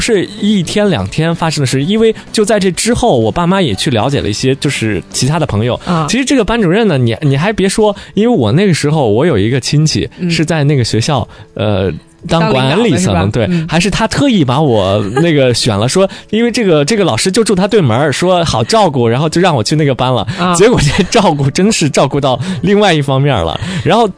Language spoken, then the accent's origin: Chinese; Shandong, China; 我们山东嘛是一个贫困的大省，然后我们那时候很多同学家庭条件真的非常贫困，那我是在市区出生的，然后爸妈又是做生意的